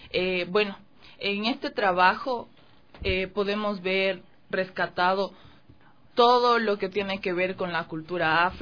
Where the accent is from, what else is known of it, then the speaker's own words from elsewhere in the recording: Quito, Pichincha, Ecuador; Y, bueno, mis papás son de Ibarra, pero yo nací aquí en Quito.